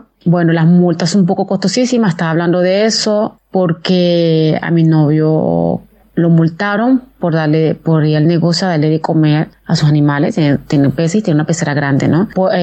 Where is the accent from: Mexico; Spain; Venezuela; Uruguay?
Venezuela; now in Italy; soy de Venezuela. Yo en este momento estoy en Italia, en el norte de Italia, entre Salerno y Cava.